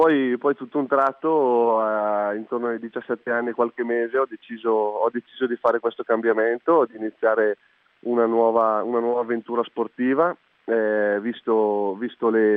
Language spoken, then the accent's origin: Italian; Trescore Balneario, Lombardy, Italy; born there; la mia famiglia è ancora ben radicata nel paese dove sono nato, quindi a Trescore Balneario. Siamo una famiglia molto, molto numerosa, siamo 5 figli